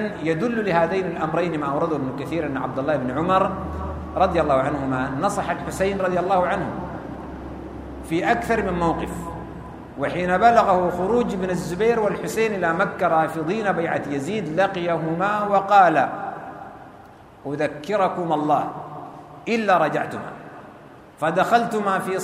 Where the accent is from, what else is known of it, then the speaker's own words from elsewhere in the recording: Sudan; في بلدنا السودان